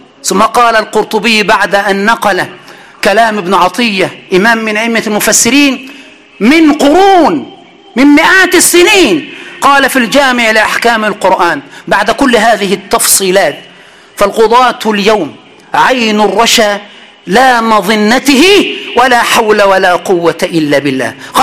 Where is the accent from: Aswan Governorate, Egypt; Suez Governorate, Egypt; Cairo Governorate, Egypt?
Aswan Governorate, Egypt; Aswan; عند أهل الصعيد، وأنا من أسوان وصعيدي